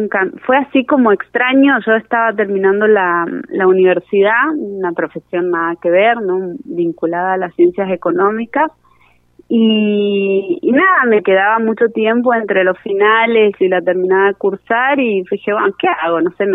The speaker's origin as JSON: {"language": "Spanish", "region": "Santiago del Estero", "country": "Argentina", "also_born_or_lived": "Buenos Aires", "said": "Uy, santiagueña. De venida en Porteña y ahora sureña."}